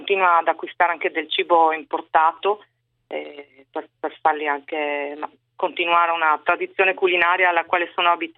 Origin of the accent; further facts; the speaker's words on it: Trieste, Friuli-Venezia Giulia, Italy; now in Suzhou, China; Allora, io sono triestina, però vivevo in provincia di Gorizia con mio marito, ecco, la famiglia.